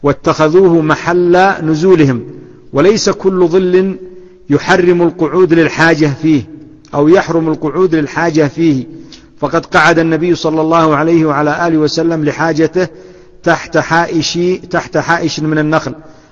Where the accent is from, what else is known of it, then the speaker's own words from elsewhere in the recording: Yemen; وإلى عهد قريب عندنا في اليمن وما زال عندنا في بلدي في بعض الأماكن ما زالت سواقي